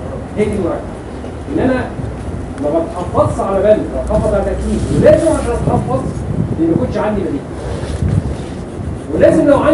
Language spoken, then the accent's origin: Arabic; Egypt; لا هي ايوه في عندنا في مصر الاخوه الزملاء في الجهاز